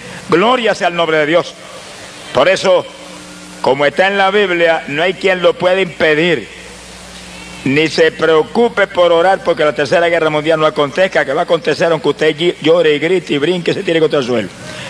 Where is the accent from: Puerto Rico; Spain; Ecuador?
Puerto Rico; Camuy; y en mi pueblo de Camuy, allá en Puerto Rico, se oía por todo el pueblo la celebración del año nuevo que llegaba.